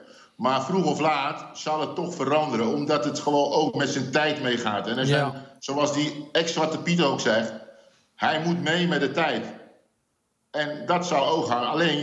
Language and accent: Dutch; Suriname; En geloof me, bij ons in Suriname hadden ze ook